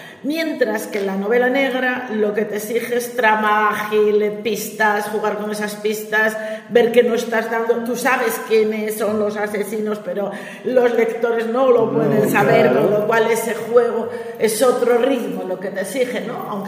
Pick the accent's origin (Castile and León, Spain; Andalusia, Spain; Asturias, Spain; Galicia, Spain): Asturias, Spain; Gijón; para los que somos de Gijón